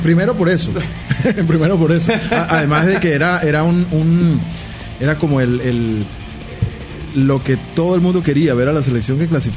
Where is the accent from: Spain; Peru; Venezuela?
Venezuela; Táchira; José Joaquín y yo venimos del Táchira, que es una zona.